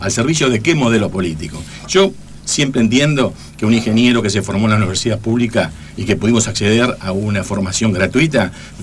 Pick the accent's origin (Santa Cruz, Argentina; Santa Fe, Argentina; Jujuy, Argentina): Santa Fe, Argentina; Esperanza; Yo me he criado en el campo, yo soy, digamos, la compañera santafesina, yo soy de Esperanza, Santa Fe, o sea, conozco en carne propia, porque pasé mi infancia ahí